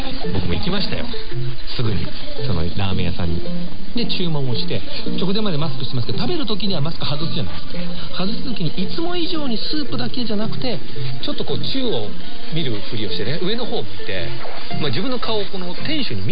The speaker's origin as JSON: {"language": "Japanese", "town": "Yokohama", "region": "Kanagawa", "country": "Japan", "said": "横浜出身なので懐かしくて"}